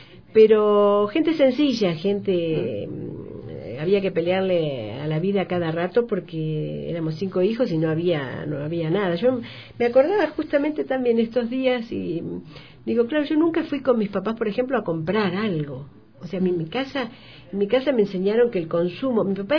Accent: Bahía Blanca, Buenos Aires Province, Argentina; born there; Bueno, nací en Argentina hace ya unos cuantos años, que no creo que vengan al caso. Y nací en una ciudad que se llama Bahía Blanca

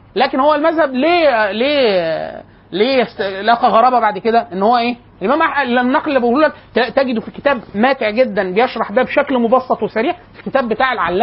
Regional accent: Egypt; كانت عندنا في مصر

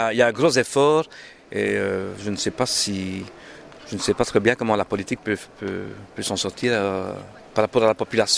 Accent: Charleroi, Wallonia, Belgium; moi je suis de Charleroi, bon, le wallon, j'adore le wallon, je continue à parler le wallon

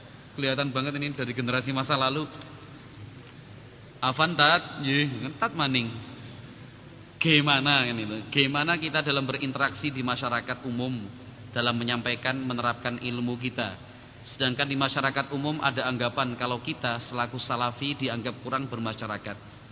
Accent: Jakarta, Indonesia; born there; Padahal kan gue lahirnya di Jakarta nih

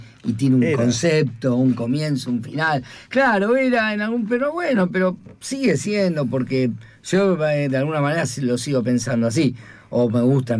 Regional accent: Argentina; Como argentinos, nosotros estamos acostumbrados a las crisis periódicas, cíclicas

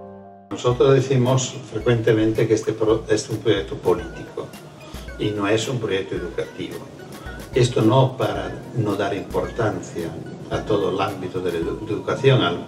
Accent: Fano, Marche, Italy; En un pequeño pueblo, que es mi pueblo natal, Fano

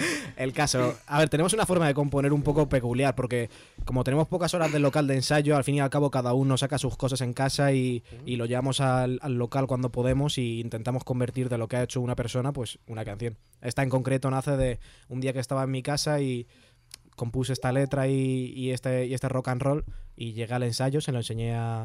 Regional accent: Parla, Community of Madrid, Spain; somos chavales de barrio, somos chavales de Parla, hemos nacido aquí, sabemos lo que hay

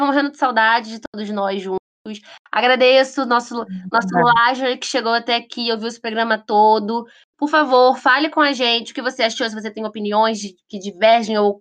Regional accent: Brazil; Eu esqueço que eu sou do Brasil, por exemplo.

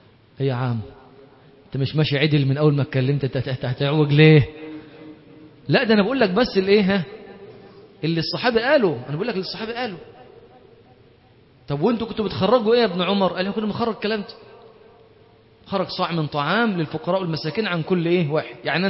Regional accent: Monufia Governorate, Egypt; انا مثلا انا من المنوفيه اصلا، احنا كان الرز ده عندنا هناك لا نعرفه ولا نراه الا يوم السبت

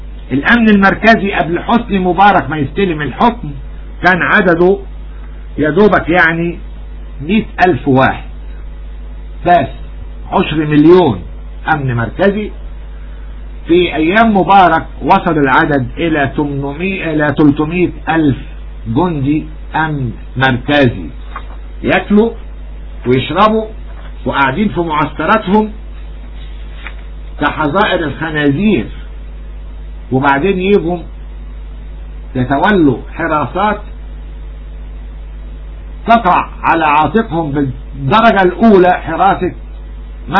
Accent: Egypt; نحن نفرض شروطنا كمصريين كأولاد أرض.

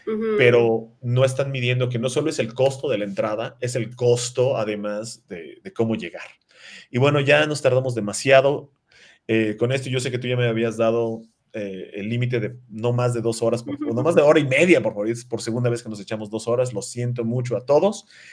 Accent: Yucatán, Mexico; me quedó un poquito muy chico porque soy cabezón, porque soy de Yucatán.

